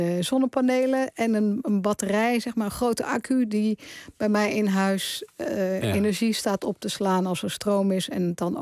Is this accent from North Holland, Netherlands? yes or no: no; Berkel-Enschot, North Brabant, Netherlands; ik ben geboren en getogen in Berkel en Schot, ook al is dat later geannexeerd door Tilburg.